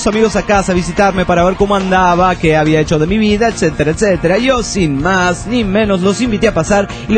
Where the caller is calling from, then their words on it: Toluca, State of Mexico, Mexico; de Toluca, México.